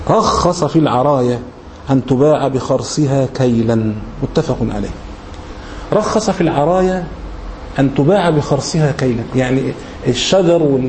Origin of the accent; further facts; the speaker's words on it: Egypt; يعني احنا مثلا كمصريين مثلا الرز مثلا عندنا ده هو الاساس مثلا